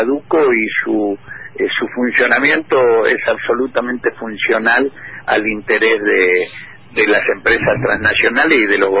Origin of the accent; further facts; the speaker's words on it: Argentina; también como argentino, de compartir este privilegio que tenemos de que no solamente sea Papa un compatriota